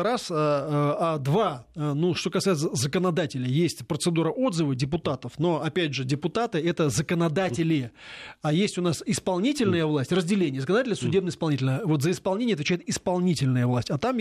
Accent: Moscow, Russia; Я очень люблю Москву, потому что я коренной москвич.

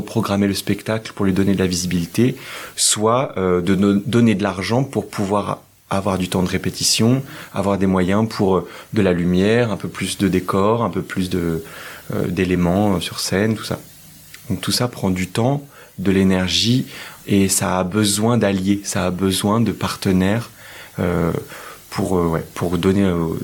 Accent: Auvergne-Rhône-Alpes, France; now in Paris, France; Alors, en ce moment, on vit à Paris, à côté de Paris, tous les deux. Mais à la base, moi, je suis de Savoie.

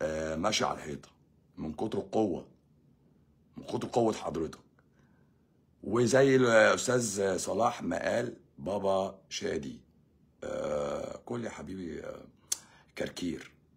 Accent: Egypt; moved away; احنا مصريين في الغربه بنقف مع بعض

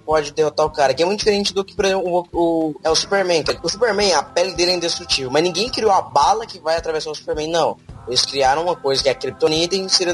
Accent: Goiás, Brazil; E assim, eu sou de Goiás, né? Goiás, cavalos, as coisas assim existem.

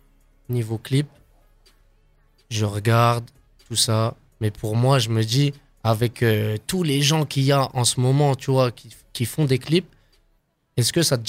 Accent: Bourgogne-Franche-Comté, France; parce qu'on vient de Besançon, de Luxeuil, de Vesoul, on ne peut pas péter.

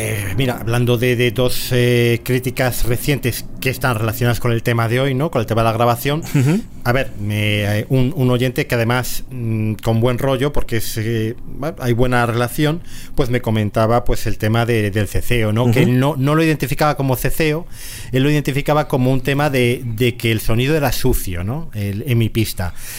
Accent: Valladolid, Castile and León, Spain; ahora estamos … y yo, que somos los dos de Valladolid.

